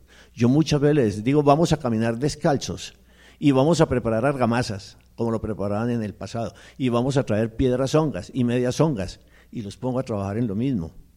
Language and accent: Spanish; Santander, Colombia; Yo no soy de aquí, yo soy del otro lado del río, es decir, yo soy santandereano. Pero ya llevo aquí 25 años